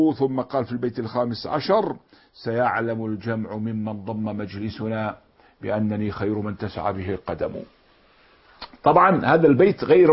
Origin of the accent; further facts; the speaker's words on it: Jordan; ولا جبل رضوى من جبل إبل الأدهم عندنا في الأردن